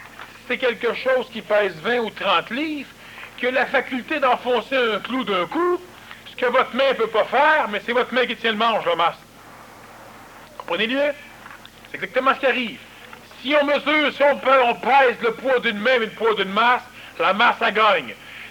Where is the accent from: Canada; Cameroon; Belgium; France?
Canada; Quebec; Mais, nous sommes québécois, le Québec et nous autres.